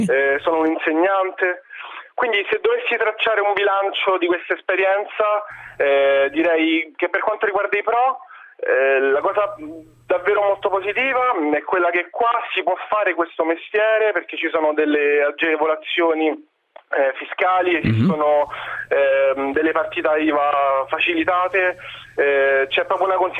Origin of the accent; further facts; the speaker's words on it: Rome, Lazio, Italy; Sono di Roma.